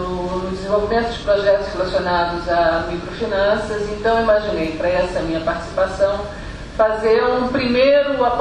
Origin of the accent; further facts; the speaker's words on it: Brazil; eu, como brasileira, como vindo de um país que é pouquíssimo poupador